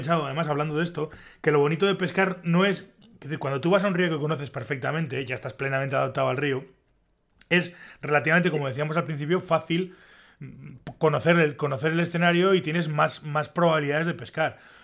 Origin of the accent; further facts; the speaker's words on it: Pamplona, Navarre, Spain; No, yo soy de Pamplona.